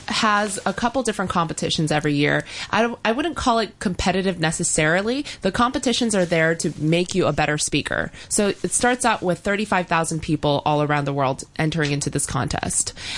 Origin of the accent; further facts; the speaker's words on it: United States; I'm from the States.